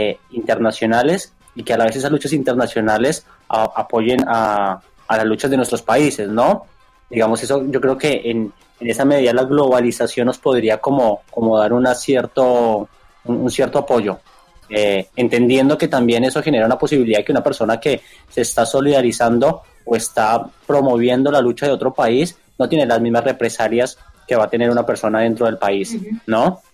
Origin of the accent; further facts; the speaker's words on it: Colombia; now in Argentina; nosotros como colombianos o acá en Argentina